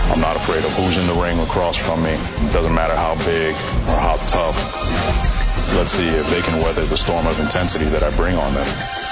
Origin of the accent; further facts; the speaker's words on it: Brooklyn, New York, United States; I'm from the greatest city on earth, Brooklyn, New York. I grew up on Fort Hamilton Army Base in Brooklyn.